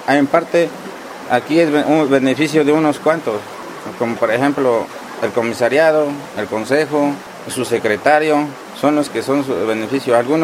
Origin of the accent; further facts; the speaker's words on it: Ojo de Agua, Veracruz, Mexico; Yo soy nativo de este pueblo, del pueblo de Ojo de Agua, Miguel Hidalgo, municipio de Amatlán de los Reyes.